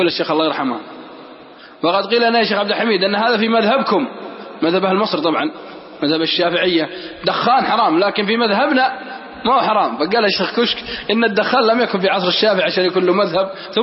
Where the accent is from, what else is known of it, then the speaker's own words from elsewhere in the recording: Al-Qassim, Saudi Arabia; والله أني أعرف ناس عندنا في القصيم